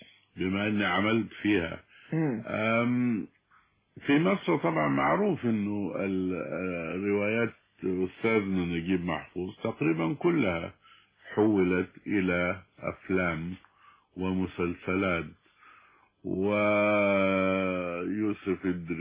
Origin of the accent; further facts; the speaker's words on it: Sudan; لأن عندنا في السودان الريد هو الحب